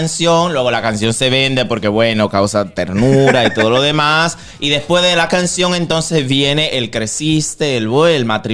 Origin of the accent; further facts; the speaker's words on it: Dominican Republic; Pero a mí como dominicano me podría perjudicar decir lo que pienso porque, repito, el público dominicano es un público muy complicado.